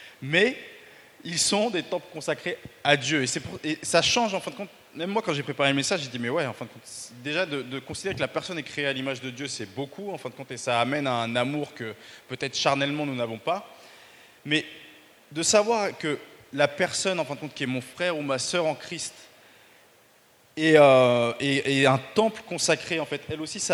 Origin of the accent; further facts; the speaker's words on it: France; je suis un vrai Français